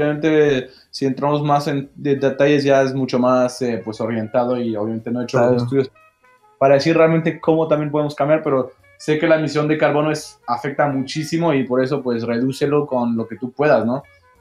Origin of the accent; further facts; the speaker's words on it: Mâcon, Bourgogne-Franche-Comté, France; que nació en Macón, en mi pueblo natal